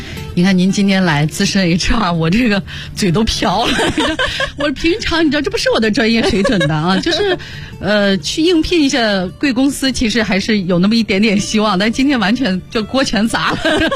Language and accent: Chinese; Xi'an, Shaanxi, China; 我是西安人。